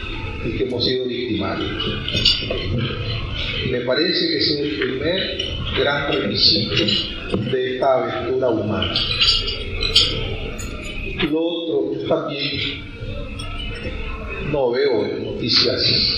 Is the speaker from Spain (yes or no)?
no; Nicaragua; somos nicaragüenses porque comemos la catamar